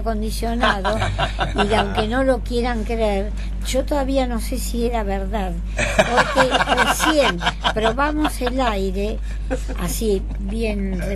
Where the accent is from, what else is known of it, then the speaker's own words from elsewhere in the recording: Catalonia, Spain; Apoyo a los catalanes, yo soy catalana, y apoyo